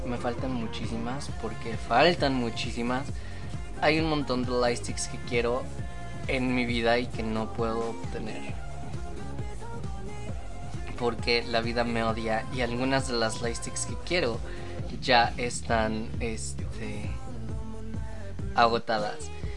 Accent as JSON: {"language": "Spanish", "country": "Mexico", "tie": "born or raised there", "said": "de las pocas cosas que recuerdo de mi infancia en México"}